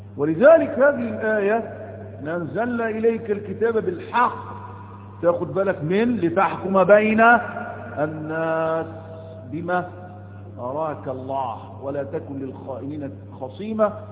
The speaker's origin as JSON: {"language": "Arabic", "country": "Egypt", "said": "هو احنا الغزاة؟ ما احنا أولاد مصر المصريين"}